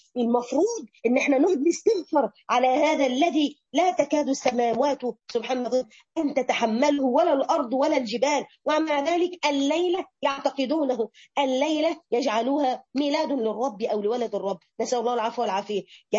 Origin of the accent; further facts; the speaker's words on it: Morocco; انا من المغرب